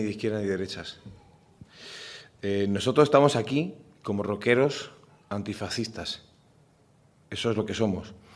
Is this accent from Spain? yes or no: yes; Seville, Andalusia, Spain; yo que vengo de Sevilla